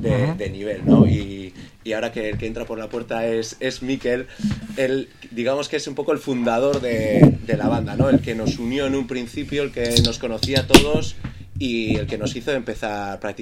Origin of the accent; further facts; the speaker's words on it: San Sebastián, Basque Country, Spain; quizás a la gente no se le dice que venimos de Donosti. También es verdad que la escena allí, pues ahora mismo está bastante caliente.